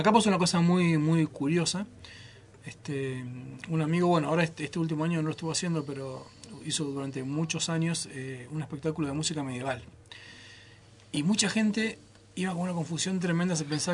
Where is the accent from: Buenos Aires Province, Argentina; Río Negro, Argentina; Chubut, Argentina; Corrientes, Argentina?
Chubut, Argentina; Lago Puelo; Los que somos de Puelo venimos a Bolsón a ver espectáculos